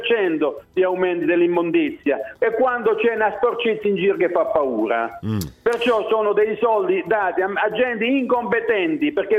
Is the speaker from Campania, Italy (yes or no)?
no; Minervino Murge, Apulia, Italy; E se venite al mio paese, Minervino sì. Morge, vi fate una passeggiata e vedete la differenza.